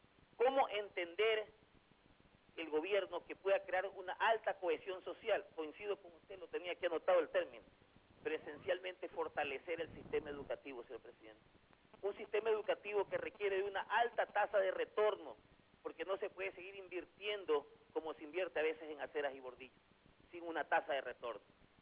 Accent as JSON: {"language": "Spanish", "town": "Guayaquil", "region": "Guayas", "country": "Ecuador", "tie": "born or raised there", "said": "como guayaquileño, y obviamente de corazón y de nacimiento"}